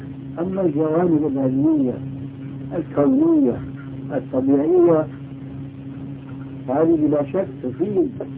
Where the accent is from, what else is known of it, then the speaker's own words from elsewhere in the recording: Damascus, Damascus Governorate, Syria; also born or lived in Albania; now in Jordan; أنا أصلي ألماني ثم دمشقي ثم أردني، فأنا أعرف البلاد هاي كل واحدة لها إيش مجهولة المصيبة